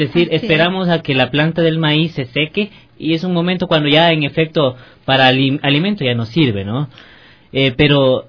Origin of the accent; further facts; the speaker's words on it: Cayambe, Pichincha, Ecuador; born there; donde yo nací, en Cayambe, mi abuela tenía justamente vacas